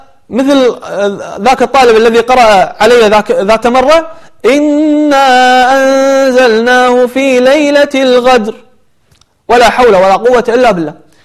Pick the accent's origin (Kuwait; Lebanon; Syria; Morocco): Kuwait; أو عندنا بالكويت قير المقطوب عليهم قيري